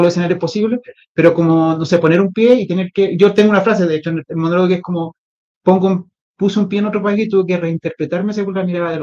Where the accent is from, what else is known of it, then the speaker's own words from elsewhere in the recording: Chile; moved away; En Chile soy un chileno más, acá soy un latino